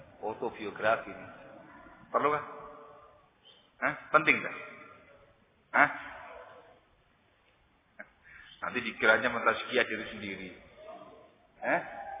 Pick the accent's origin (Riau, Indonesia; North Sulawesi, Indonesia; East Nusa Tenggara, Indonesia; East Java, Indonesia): East Java, Indonesia; Sidayu; born there; Lahir di Kecamatan Sidayu, Kabupaten Gresik, Jawa Timur. 36 tahun yang lalu.